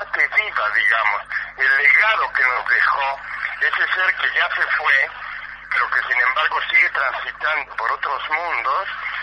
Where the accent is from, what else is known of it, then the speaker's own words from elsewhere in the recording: Mexico; somos muchos los mexicanos y también los amigos argentinos que nos apoyan